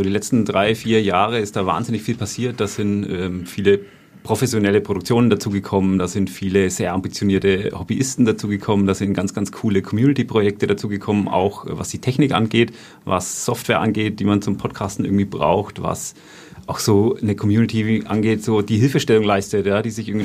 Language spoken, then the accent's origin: German; Bavaria, Germany; accent: Franconian; Ich muss auch hier total aufpassen, dass ich nicht in meinen fränkischen Dialekt verfall.